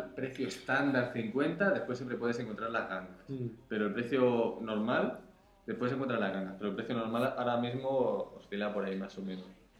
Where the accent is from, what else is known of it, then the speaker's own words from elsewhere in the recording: Catalonia, Spain; soy así de tacaño, soy catalán